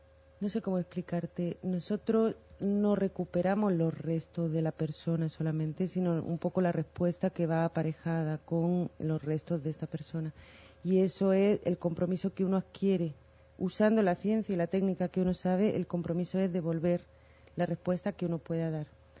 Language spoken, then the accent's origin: Spanish; Spain; also born or lived in Guatemala; yo soy española, y por accidente, por supuesto, también. Vivía en Guatemala, estuve viviendo 7 años allí